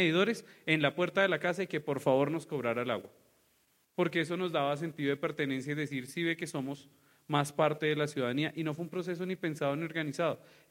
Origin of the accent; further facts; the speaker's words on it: Colombia; Y como buen conflicto que somos los colombianos